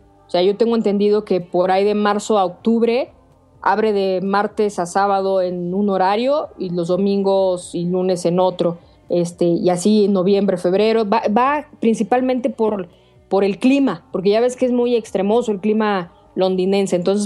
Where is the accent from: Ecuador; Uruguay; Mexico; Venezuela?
Mexico; nosotros como mexicanos somos bastante impuntuales